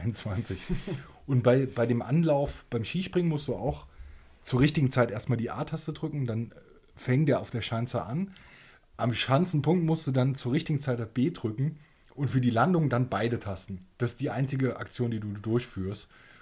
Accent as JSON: {"language": "German", "region": "Rhineland-Palatinate", "country": "Germany", "said": "Ja, ich komme sogar aus dem Wintersportgebiet. Ich grüße die Wolfsschlucht und den Schwarzen Mann."}